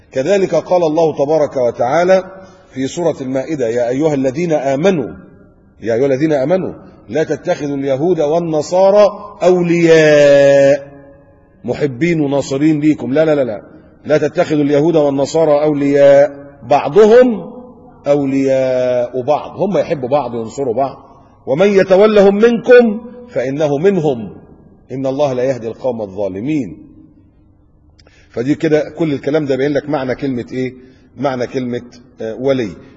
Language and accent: Arabic; Egypt; now in Qatar; لكن للأسف عندنا في مصر تلاقي إيه، كل محافظة وكل بلد عاملة لها واحد.